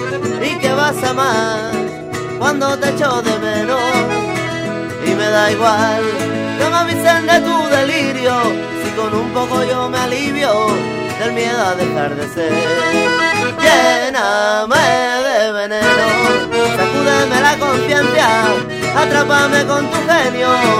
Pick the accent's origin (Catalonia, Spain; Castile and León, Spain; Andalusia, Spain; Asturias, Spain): Catalonia, Spain; nosotros venimos de Cataluña, que es la cuna de la rumba catalana.